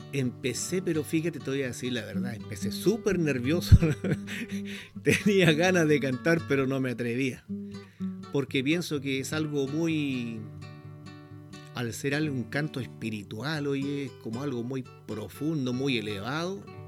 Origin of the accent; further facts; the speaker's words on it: San Antonio, Valparaíso, Chile; porque me vine hacia el sector del Tabo, la provincia de San Antonio. De hecho, acá nací yo, soy sanantonino. Y bueno, me vine de Santiago hacia acá